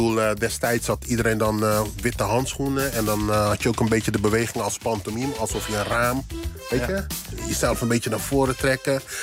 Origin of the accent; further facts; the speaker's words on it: Netherlands; born there; ja, ik ben in Nederland geboren.